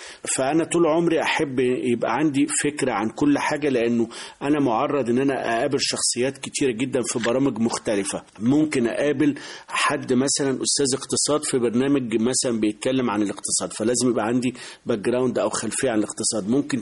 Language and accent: Arabic; Beni Suef Governorate, Egypt; من بني سويف، يعتبر أول صعيد، أول محافظة صعيد. بعد الصعيد يعني. بس هي من مركز بعد بني سويف مبيبة، فيعني يعتبر جوه بعد بني سويف حوالي 20 كيلو.